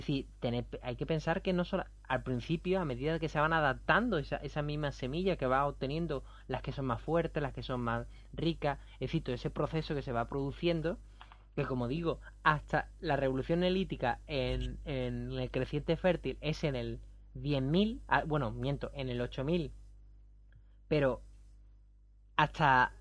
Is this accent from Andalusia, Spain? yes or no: yes; Rota, Andalusia, Spain; Aquí, por ejemplo, en Rota, en mi pueblo, había un sistema que era el del malleto